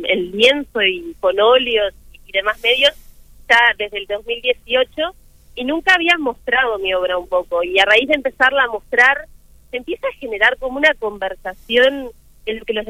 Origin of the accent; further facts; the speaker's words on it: Maldonado, Uruguay; Bueno, yo soy acá de Maldonado